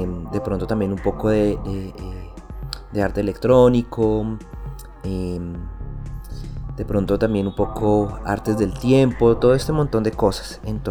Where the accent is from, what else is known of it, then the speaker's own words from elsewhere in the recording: Bogotá, Colombia; born there; Yo nací en Bogotá, capital de Colombia